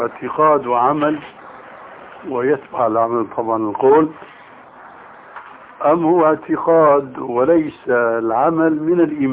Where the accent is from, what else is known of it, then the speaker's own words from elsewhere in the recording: Syria; أما جماهير الناس كما يقولون عندنا في سوريا هاتي دخل امشي